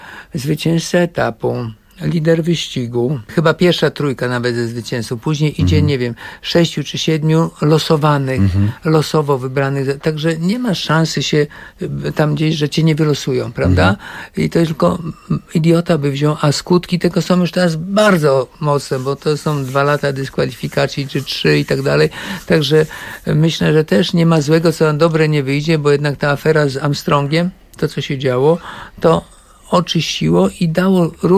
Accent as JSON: {"language": "Polish", "town": "Kołczygłowy", "region": "Pomeranian Voivodeship", "country": "Poland", "tie": "born there", "also_born_or_lived": "Warsaw / Italy", "said": "urodziłem się w Kołczygłowach, na Kaszubach. Wyjechałem do Warszawy na studia, najpierw na WF"}